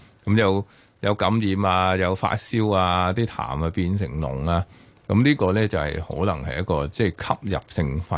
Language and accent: Cantonese; Hong Kong; 我哋香港人中意快靓正